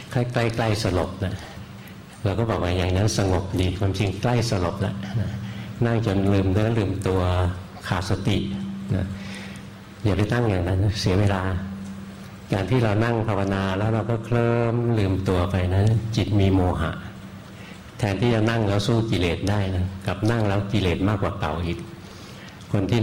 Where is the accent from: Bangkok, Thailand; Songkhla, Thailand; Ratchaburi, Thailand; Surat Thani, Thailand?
Bangkok, Thailand; บ้านเกิดหลวงพ่ออยู่แถวนี้แหละอยู่แถววรจักรนี่เอง